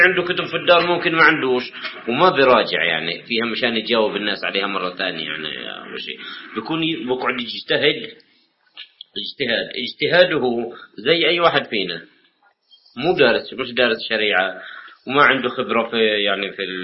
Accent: West Bank, Palestine; طبعا أنا جاي من الضفة، الضفة العظمى

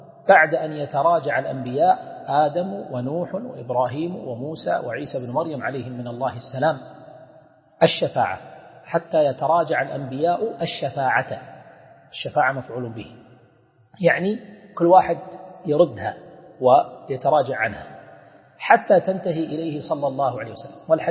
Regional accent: Kuwait; والشفاعة احنا نسميها بالعامية الواسطة عندنا في الكويت

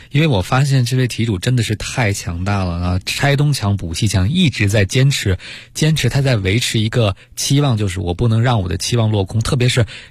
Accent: China; 房子确实可能对我们中国人来讲是很重要的

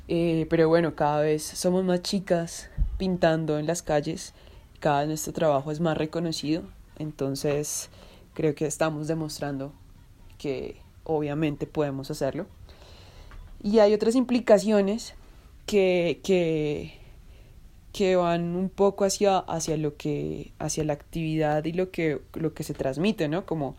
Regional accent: Zipaquirá, Cundinamarca, Colombia; born there; moved away as an adult; now in Bogotá, Colombia; yo nací en Zipaquirá y hace un poco más de 10 años me vine a vivir a Bogotá cuando terminé mi carrera universitaria.

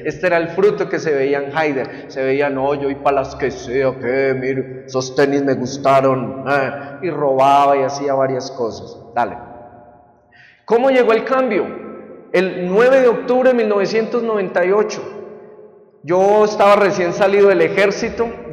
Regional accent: Buga, Valle del Cauca, Colombia; born there; yo nací en Bugavalle y como muchos en Colombia nací en un hogar muy disfuncional.

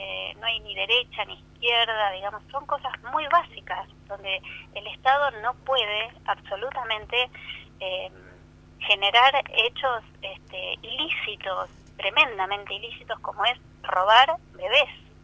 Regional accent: Pigüé, Buenos Aires Province, Argentina; also born or lived in La Plata; yo estaba terminando el secundario en mi pueblo, que es Pigüé, provincia de Buenos Aires, y bueno, terminé el secundario, me fui a estudiar a La Plata

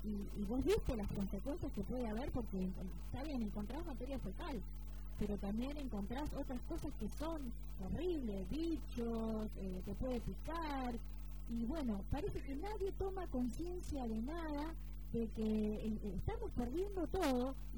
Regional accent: Argentina; es una vergüenza como argentino

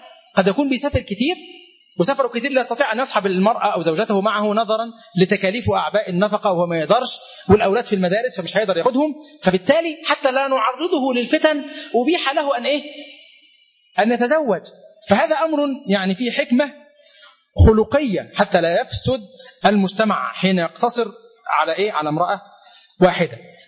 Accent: Egypt; فقلت له أغينو قبتيانو أنا مصري

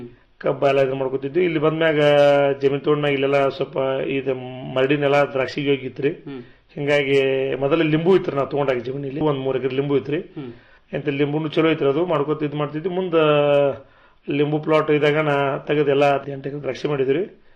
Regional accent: Kankanawadi, Karnataka, India; ಮೂಲತಃ ನಮ್ಮೂರು ಜಮಖಂಡಿ ತಾಲೂಕಿನ ಕಂಕನವಾಡಿ ಗ್ರಾಮ ರೀ. ಅಂದ್ರೆ ನಮ್ದೆಲ್ಲ ಅವಿಭೂತ ಕುಟುಂಬ ರೀ.

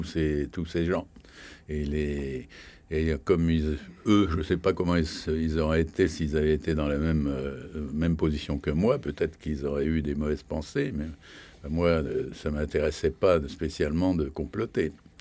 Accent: France; Je suis un Français qui ne peut pas allumer des scandales inutiles.

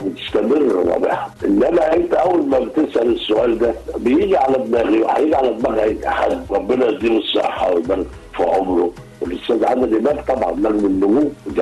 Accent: Egypt; فعلا بقول لهم كمصري يعني الورق ورقنا

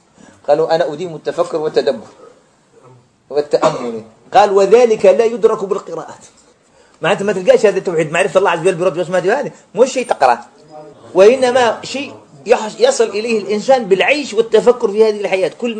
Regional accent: Algeria; فخرجت أنا من الجزائر

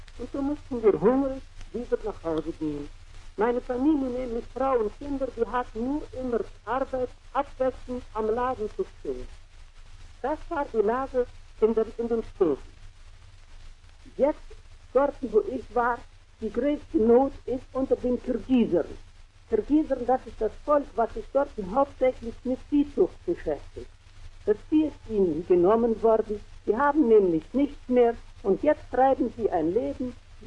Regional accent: Orenburg, Orenburg Oblast, Russia; moved away as an adult; Ich bin aus Orenburg und habe die Möglichkeit gehabt, am 28. Juni Sowjetrussland zu verlassen. Es waren wohl viele Schwierigkeiten im Wege gelegt worden, aber doch ist es gelungen zu entfliehen. Ich lebte die letzten 2 Jahre in Orenburg

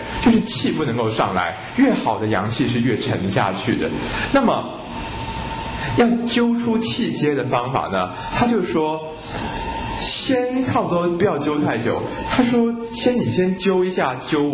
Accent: China; 可是呢，到了后来呢，我们中国人呢，好像在针灸上开始使用下面的这个三阴交

